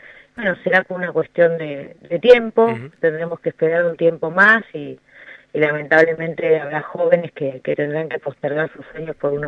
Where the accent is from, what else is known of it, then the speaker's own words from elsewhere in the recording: San Clemente del Tuyú, Buenos Aires Province, Argentina; born there; nací en San Clemente del Tuyú, vengo de una familia de clase media baja, más baja que media, como digo siempre.